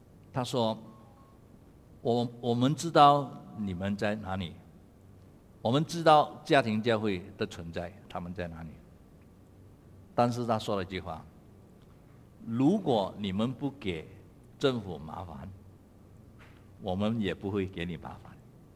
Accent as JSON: {"language": "Chinese", "country": "Malaysia", "said": "我老远从马来西亚过来呢"}